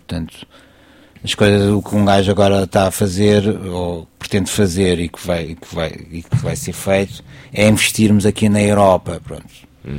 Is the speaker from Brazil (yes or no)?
no; Lisbon, Portugal; Nós somos de Lisboa.